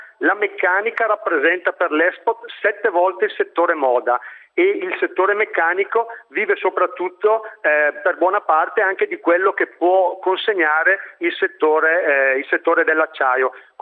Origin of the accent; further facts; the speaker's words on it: Brescia, Lombardy, Italy; io sono un bresciano più esperto forse di forno elettrico che non di alti forni